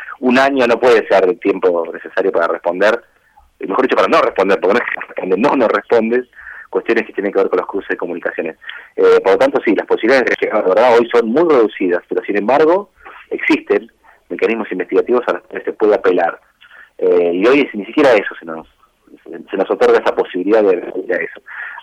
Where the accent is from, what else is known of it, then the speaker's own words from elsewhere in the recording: Argentina; como argentinos tenemos que estar orgullosos de que eso ocurra